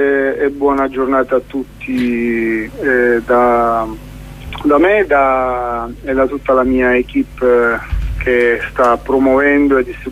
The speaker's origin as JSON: {"language": "Italian", "region": "Sicily", "country": "Italy", "tie": "born there", "said": "vogliamo parlare della Sicilia dove sono nato"}